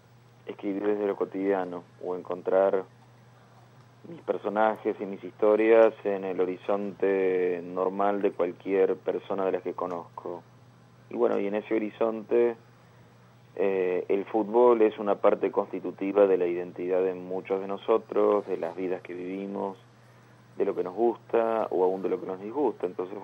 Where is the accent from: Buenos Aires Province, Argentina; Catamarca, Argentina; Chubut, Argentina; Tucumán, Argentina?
Buenos Aires Province, Argentina; Castelar; Yo me crié en Castelar, aquí en el oeste del Gran Buenos Aires.